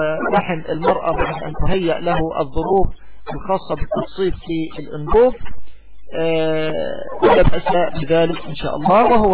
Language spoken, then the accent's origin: Arabic; Egypt; يعني بالتوقيت الصيف عندنا في مصر